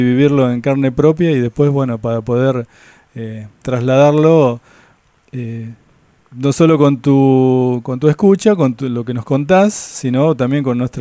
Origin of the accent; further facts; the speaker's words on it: Tolosa, Buenos Aires Province, Argentina; yo, por ejemplo, soy de Tolosa y conocemos lo que ha pasado